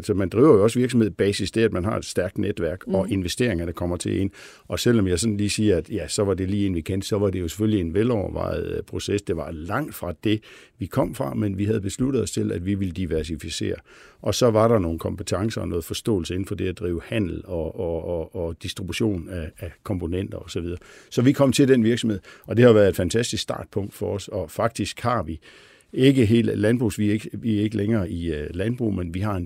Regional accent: Billund, Region of Southern Denmark, Denmark; jeg stammer fra Billund, hvor jo sådan er en meget Lego-orienteret by og har haft sådan Lego ind under huden.

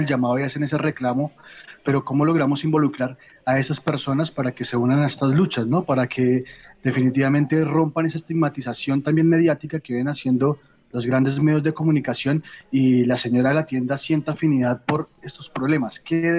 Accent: Colombia; Hemos cargado una historia muy grande en los hombros, no solamente como colombianos, sino también como latinoamericanos, ¿no?

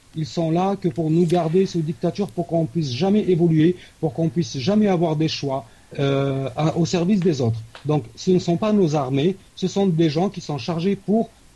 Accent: Algeria; C'est mon opinion en tant qu'Algérien.

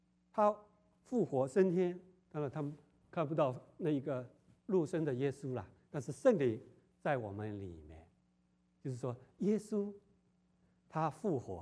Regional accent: China; 我们中国人常常会不会犯这样的错误？

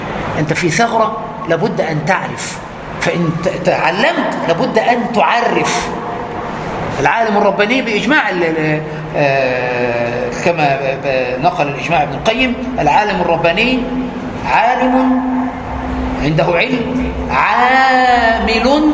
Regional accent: Egypt; عندنا في مصر يقولون

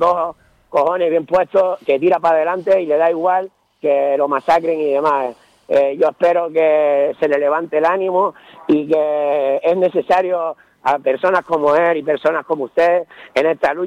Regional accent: Canary Islands, Spain; Yo no me considero independentista, yo me considero canario.

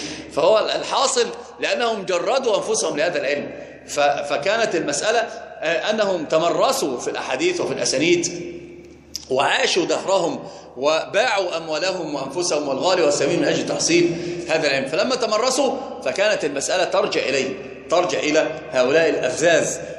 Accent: Upper Egypt, Egypt; عندنا في الصعيد بيقسم بالبخاري على أنه قرآن،

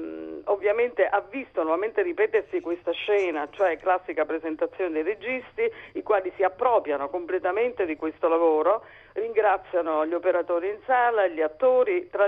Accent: Naples, Campania, Italy; io sono napoletana

